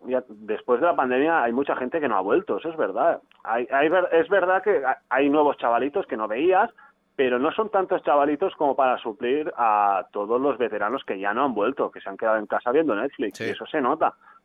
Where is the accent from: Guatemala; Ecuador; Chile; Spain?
Spain; Barcelona, Catalonia; como gran parte de la gente que ha nacido y crecido en Barcelona está harta de la situación esta, pues nosotros